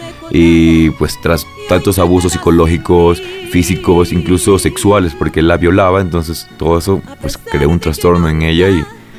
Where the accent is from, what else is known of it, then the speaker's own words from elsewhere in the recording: Ecuador; now in Mexico; Yo soy ecuatoriano, tengo poco tiempo aquí en México. Yo ya vengo pues con 9 años de carrera actoral allá en mi país.